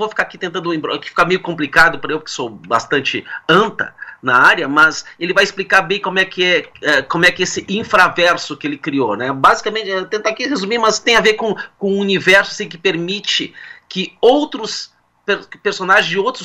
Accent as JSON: {"language": "Portuguese", "region": "Rio Grande do Sul", "country": "Brazil", "tie": "born or raised there", "also_born_or_lived": "Piauí", "said": "Eu nasci no Piauí, mas a maior parte da minha vida eu morei aqui no Rio Grande do Sul."}